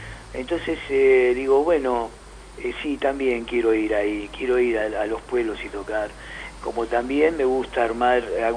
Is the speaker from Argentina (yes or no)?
yes; San Justo, Buenos Aires Province, Argentina; lo fui presentando en mi ciudad natal, que es acá en San Justo.